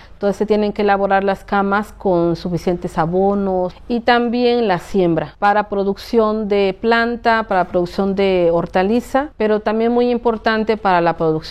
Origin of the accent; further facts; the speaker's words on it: Oaxaca, Mexico; soy de aquí de la Sierra Zapoteca, de la Sierra Juárez.